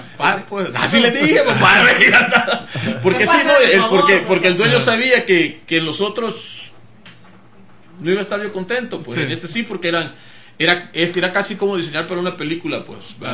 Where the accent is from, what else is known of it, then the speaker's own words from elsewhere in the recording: El Salvador; Pues yo crecí con eso en El Salvador.